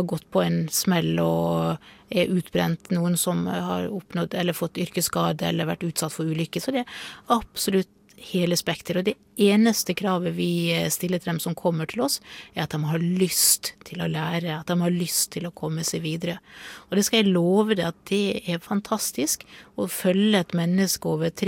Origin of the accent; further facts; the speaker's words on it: Møre og Romsdal, Norway; Jeg er sunnmøring